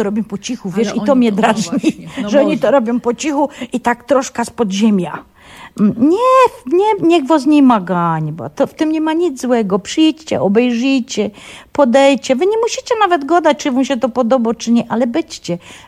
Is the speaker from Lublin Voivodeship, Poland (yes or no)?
no; Silesian Voivodeship, Poland; Ja już jestem Ślązaczką, ja się nią urodziłam, ja nią jestem i ja nią umrę.